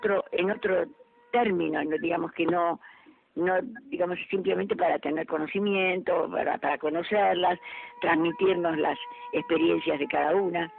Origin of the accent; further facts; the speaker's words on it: Córdoba, Argentina; yo soy cordobesa, para mí la provincia es más importante que la capital, ¿eh?